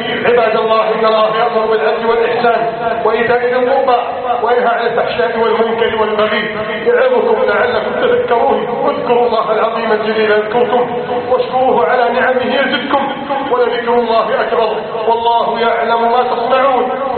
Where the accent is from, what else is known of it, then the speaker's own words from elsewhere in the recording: Egypt; اللهم إنا نسألك أن تجعل بلادنا مصر سخاء رخاء أمنا أمانا